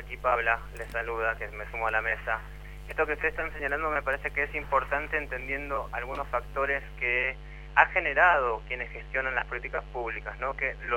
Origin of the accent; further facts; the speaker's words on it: Moreno, Buenos Aires Province, Argentina; yo provengo de Moreno, del conurbano bonaerense.